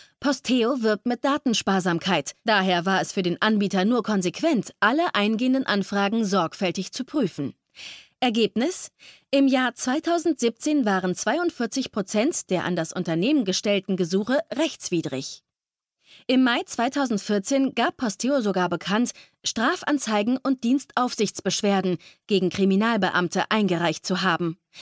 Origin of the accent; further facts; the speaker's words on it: Poland; born there; Das gilt auch für mein Geburtsland Polen, wo die Vorratsdatenspeicherung bereits vor vielen Jahren eingeführt wurde.